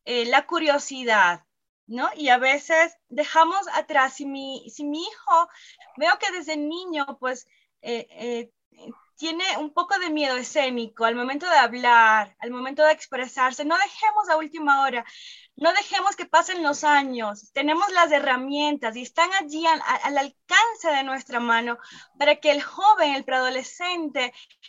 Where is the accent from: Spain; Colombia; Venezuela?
Venezuela; moved away as an adult; now in Ecuador; Yo soy de Venezuela, luego conocí a mi esposo Omar en Venezuela y vinimos a Ecuador.